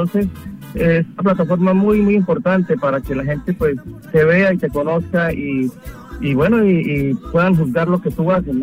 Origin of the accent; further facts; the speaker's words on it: Bucaramanga, Santander, Colombia; now in Toronto, Canada; Yo soy de una ciudad de Colombia, del departamento de Santander, que se llama Bucaramanga, es la capital del departamento de Santander, Bucaramanga, en el interior del país.